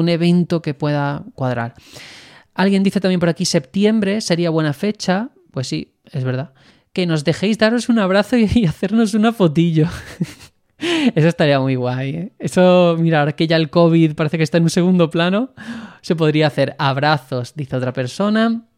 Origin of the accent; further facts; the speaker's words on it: Spain; primero que somos de España